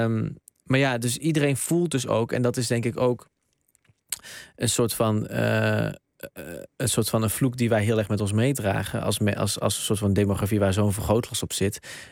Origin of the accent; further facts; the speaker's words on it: Netherlands; Dus ik ben zowel Nederlands helemaal cultureel als Marokkaans helemaal cultureel. Ik ben een soort van een derde ding, want ik ben ook nog eens een samensmelting tussen die twee culturen.